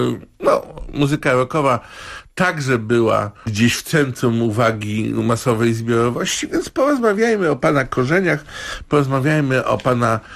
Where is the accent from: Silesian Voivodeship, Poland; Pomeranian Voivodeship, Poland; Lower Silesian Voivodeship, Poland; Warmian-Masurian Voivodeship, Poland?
Pomeranian Voivodeship, Poland; Gdańsk; born there; wybór rozmowy z panem Sławomirem wynika z tego, że urodziliśmy się w Gdańsku.